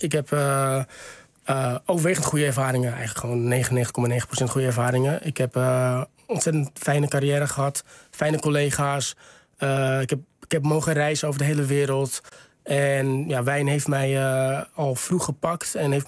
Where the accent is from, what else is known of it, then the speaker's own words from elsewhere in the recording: Texel, North Holland, Netherlands; Ik kom van Texel, ja. Dat is op zich redelijk veilig.